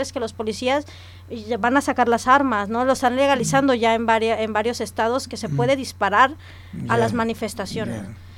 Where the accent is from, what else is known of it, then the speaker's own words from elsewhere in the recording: Mexico; gracias por dejarme exponer aquí lo que pasa en mi país. Y nada, bueno, voy a dar nada más unos números de los consulados de México en Asturias.